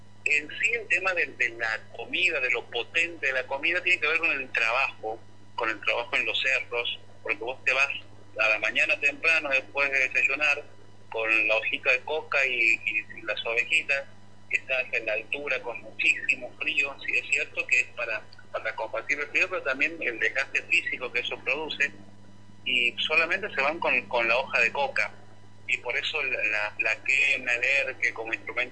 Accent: Santiago del Estero, Argentina; más allá que no soy nacido en Jujuy, soy santiagueño

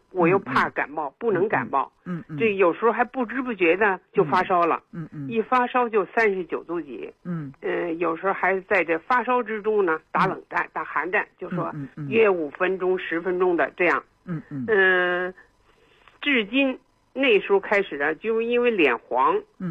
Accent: Beijing, China; 我是北京人

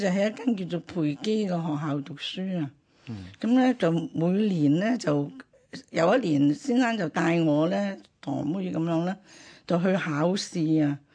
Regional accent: China; 咁我都係中國人啦，

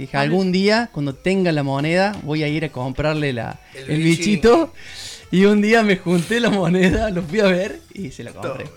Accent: Saldán, Córdoba, Argentina; also born or lived in Mendiolaza; yo soy nacido y criado en Saldán, debo aclararlo, o sea, soy sierrachiquense, neto. Me fui a vivir a Mendiolaza

